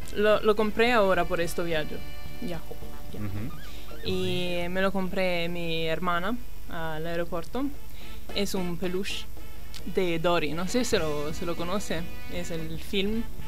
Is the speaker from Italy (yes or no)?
yes; Italy; Spanish is a second language; now in London, United Kingdom; Soy de Italia, pero vivo en Londres de 2 años y medio.